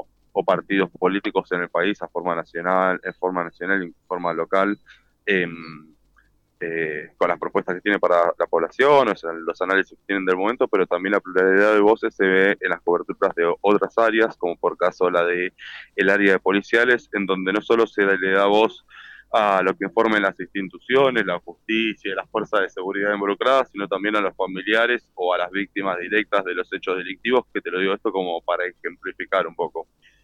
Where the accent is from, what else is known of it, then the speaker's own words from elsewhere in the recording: Buenos Aires, Argentina; Yo soy de Buenos Aires